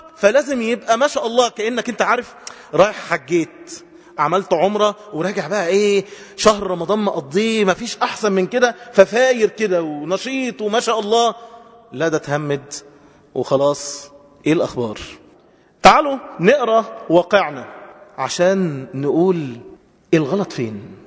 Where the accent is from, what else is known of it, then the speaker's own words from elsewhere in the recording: Egypt; عندنا في مصر أكتر من 5 مليون عانس